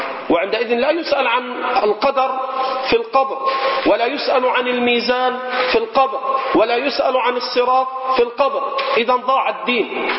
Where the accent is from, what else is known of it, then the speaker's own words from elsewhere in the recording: Egypt; حتى عندنا في مصر، حتى عندنا في مصر